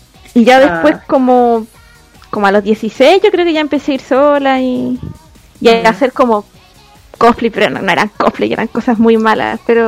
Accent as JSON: {"language": "Spanish", "town": "Viña del Mar", "region": "Valparaíso", "country": "Chile", "said": "Sí, que yo soy de Viña. Entonces acá los eventos igual eran como más pequeñitos de lo que son en Santiago."}